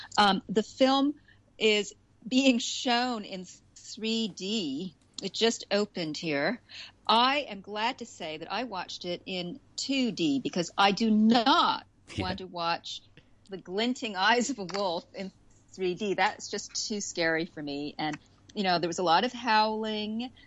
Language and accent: English; New York City, New York, United States; as a New Yorker, I could relate to this.